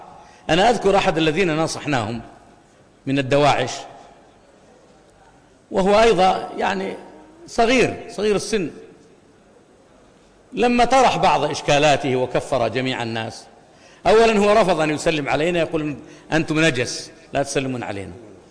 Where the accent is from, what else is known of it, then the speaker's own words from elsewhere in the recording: Al-Kharj, Riyadh Province, Saudi Arabia; فهناك من قتل أمة عندنا في الرياض في الخرج